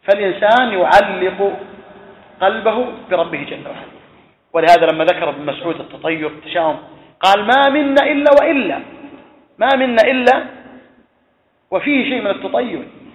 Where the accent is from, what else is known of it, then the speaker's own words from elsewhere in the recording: Saudi Arabia; وقد كان في بعض الأماكن عندنا في السعودية في المنطقة